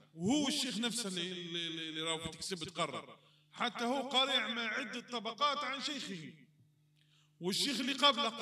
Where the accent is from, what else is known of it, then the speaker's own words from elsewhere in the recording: Morocco; واحد مات عندنا في المغرب